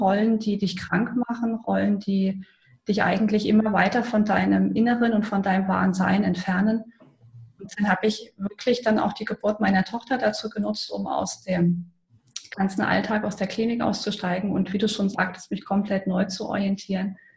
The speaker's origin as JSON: {"language": "German", "country": "Germany", "tie": "born or raised there", "said": "Ich bin in der DDR groß geworden."}